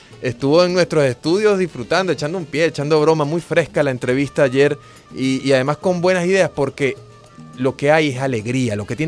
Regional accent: Caracas, Capital District, Venezuela; sí, soy caraqueño, vivo aquí, ¿qué pasa?

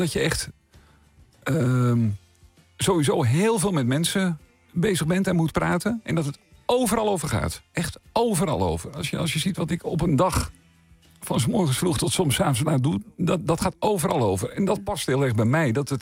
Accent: Meerkerk, Utrecht, Netherlands; ik ben opgegroeid in Meerkerk. Hè, ook in de huidige gemeente Vijfheerenlanden. En dat is een hele groene gemeente. En wij wonen ook eerst ook wel redelijk buiten, later iets meer in het dorp zelf. En nu woon ik ook echt wel buiten.

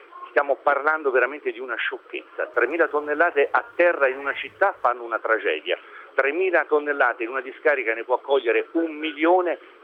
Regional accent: Florence, Tuscany, Italy; Sono fiorentino.

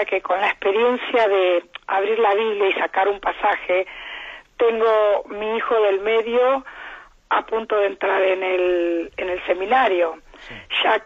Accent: Argentina; accent: Argentine; bueno, por mi acento usted ve que soy argentina

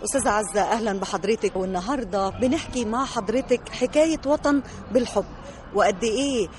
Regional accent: Egypt; ونحب بلدنا مصر

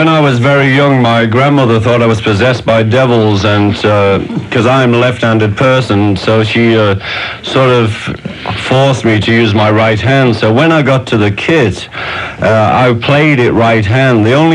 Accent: England, United Kingdom; Sorry to talk over you, Bob, but I'm English.

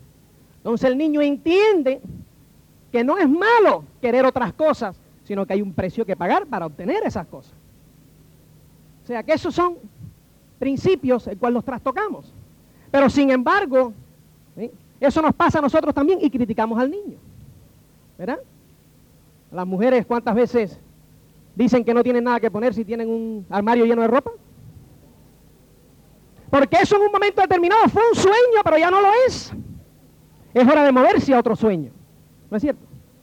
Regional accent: Cuba; Yo nací en Cuba en el año 1960.

